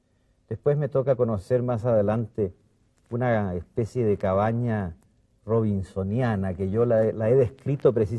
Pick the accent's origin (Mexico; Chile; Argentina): Chile; yo soy el primer chileno que llega como diplomático